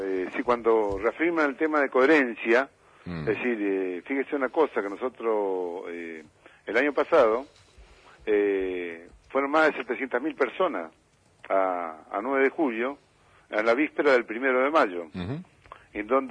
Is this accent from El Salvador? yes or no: no; Argentina; Y yo creo que la gran responsabilidad como argentino, no solamente como dirigente